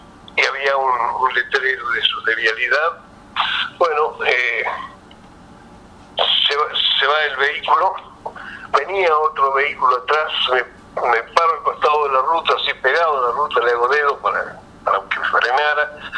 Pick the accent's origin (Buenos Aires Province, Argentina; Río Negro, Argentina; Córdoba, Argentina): Río Negro, Argentina; Cipolletti; Yo soy de Cipolletti, provincia de Renegre